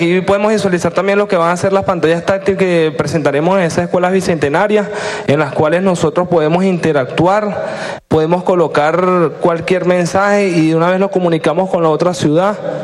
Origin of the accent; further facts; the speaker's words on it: Caracas, Capital District, Venezuela; born there; nací aquí en Caracas.